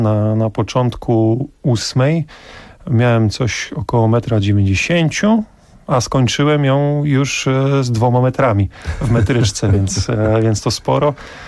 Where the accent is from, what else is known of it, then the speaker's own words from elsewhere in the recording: Olsztyn, Warmian-Masurian Voivodeship, Poland; Ja pochodzę z Olsztyna, więc miasto o bardzo bogatych tradycjach siatkarskich.